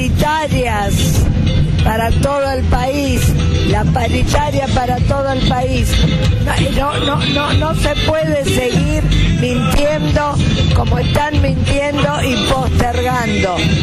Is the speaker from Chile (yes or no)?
no; Argentina; como familiares de desaparecidos y detenidos, como argentinas, como ciudadanos